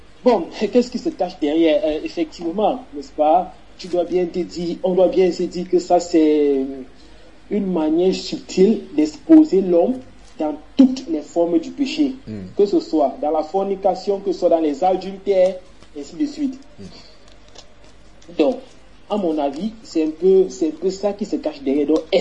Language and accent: French; Cameroon; J'ai grandi au Cameroun.